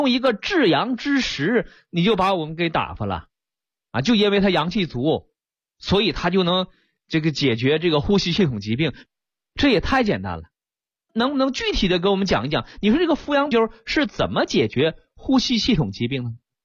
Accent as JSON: {"language": "Chinese", "country": "China", "said": "其实在国外的专家眼中，我们中国人的按摩、针灸、拔罐都是这个道理啊。"}